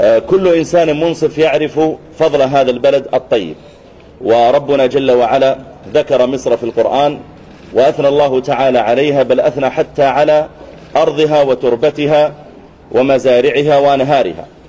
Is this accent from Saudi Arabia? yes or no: yes; Saudi Arabia; بل حتى عندنا في المملكة العربية السعودية عدد من المشايخ الكرام